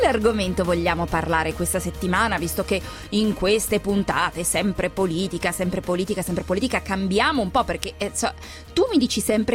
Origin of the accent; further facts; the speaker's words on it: France; sai che io sono francese